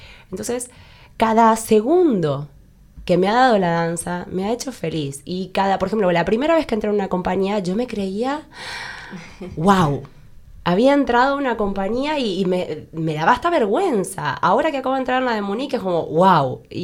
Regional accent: Argentina; No sé si a vivir mucho tiempo, porque soy argentina y necesito calor

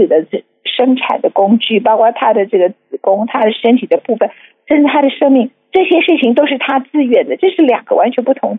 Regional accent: Taiwan; 作为一个台湾本地的本省人

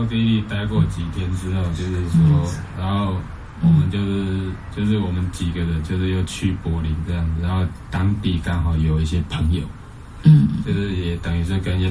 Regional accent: Taiwan; 跟他介绍说我是台湾来的这样。

